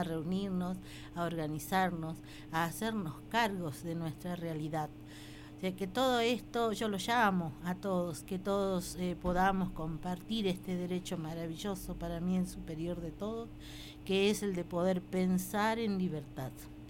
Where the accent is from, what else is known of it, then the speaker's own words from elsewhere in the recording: Jujuy, Argentina; en la Puna, de donde yo soy, de la cuenca de los Pozuelos, se han preocupado mucho en dejarnos totalmente aislados, marginados